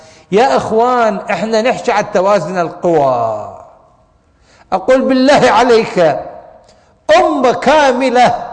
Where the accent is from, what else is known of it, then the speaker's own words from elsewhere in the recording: Iraq; عندنا بالعراق يقول لك اسم الله يابا